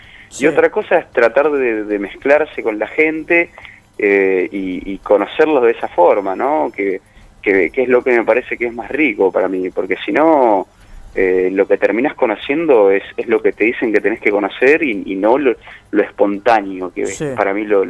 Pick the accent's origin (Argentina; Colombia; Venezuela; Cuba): Argentina; ¿Vos que sos francés, sos italiano, de dónde sos? No, soy de Argentina.